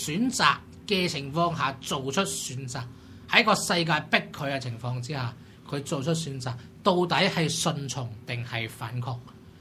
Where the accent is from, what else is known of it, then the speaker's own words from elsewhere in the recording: Hong Kong; 剛剛好到一個我們香港人都可以接受到的程度